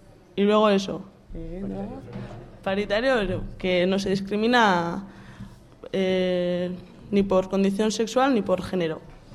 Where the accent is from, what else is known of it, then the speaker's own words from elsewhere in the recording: Basque Country, Spain; Euskaldun, porque somos de Euskal Herria